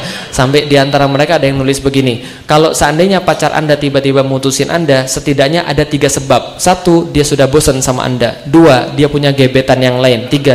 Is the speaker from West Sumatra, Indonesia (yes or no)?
no; Palembang, South Sumatra, Indonesia; saya lahir di Palembang, saya dibesarkan di Palembang dari keluarga Katolik. Keluarga saya Katolik, nenek saya Buddha, ada juga yang Tao.